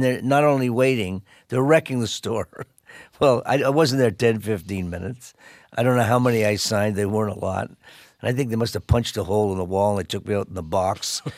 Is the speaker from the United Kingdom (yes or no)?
no; Canada; representing Canada, and I'm still a Canadian.